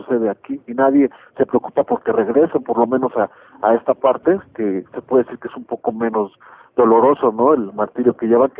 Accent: Mexico; lo que nos hace falta como mexicanos pues es valor

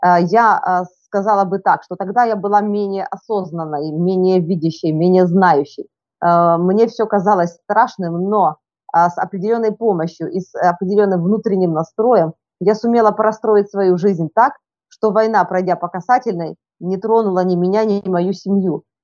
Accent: Donbas, Ukraine; И тем не менее я родом с Донбасса.

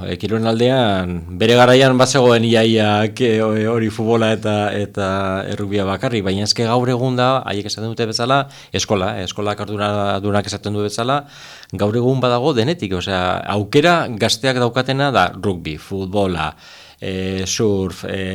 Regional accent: San Sebastián, Basque Country, Spain; now in Hendaye, France; ni donostiarra naiz, osea, endaian bizierren donostiarra naiz

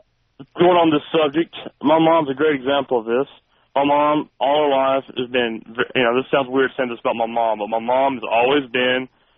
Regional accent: Mississippi, United States; I'm going to be moving soon to my home state of Mississippi.

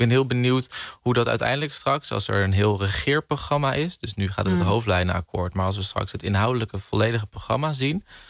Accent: Netherlands; Maar ja, wat wij er uiteindelijk als Nederlander, als ondernemer, als MKB van gaan merken

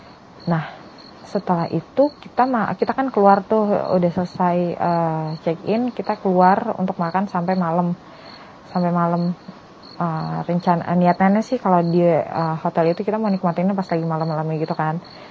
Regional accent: Java, Indonesia; Karena aku memang dasarnya orang Jawa, jadi aku tuh kayak seneng kalau balik, wah itu nuansa kampung aku banget ya gitu.

